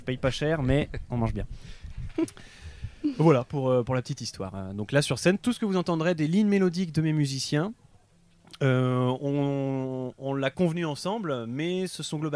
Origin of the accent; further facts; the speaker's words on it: Caen, Normandy, France; born there; now in Tours, France; Parce que je suis né à Caen, donc j'avais un petit réseau là-bas.